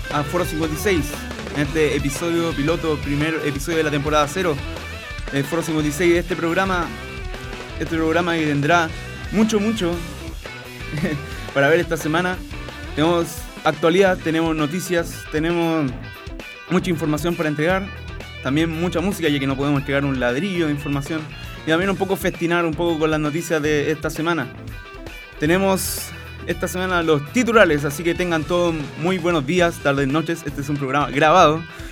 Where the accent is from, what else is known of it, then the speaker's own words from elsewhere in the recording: Iquique, Tarapacá, Chile; Deporte de Iquique, y aquí estoy en mi salsa, en mi ciudad natal.